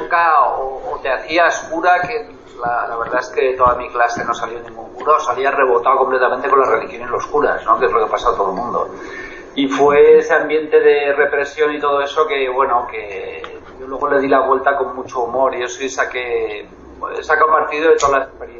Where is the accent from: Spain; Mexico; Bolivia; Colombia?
Spain; Lleida, Catalonia; yo soy de Lérida, que es una ciudad al norte de Cataluña, que es una ciudad interior, y eso, y crecí allí en plena época del franquismo y todo eso. Y la verdad es que era un sitio bastante gris, que no pasaba mucho